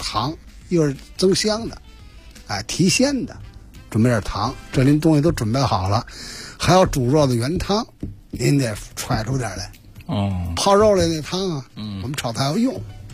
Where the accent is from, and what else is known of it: Beijing, China